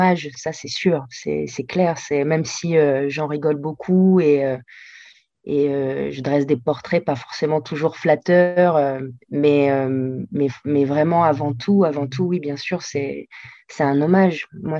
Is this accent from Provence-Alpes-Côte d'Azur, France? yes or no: yes; Nice, Provence-Alpes-Côte d'Azur, France; moved away as an adult; also born or lived in Argentina; now in Paris, France; Moi, je suis née en Argentine, mais… Avec mes parents, on est rentrés en France à l'âge de 2 ans et j'ai grandi à Nice. J'ai grandi à Nice jusqu'à mes 19 ans.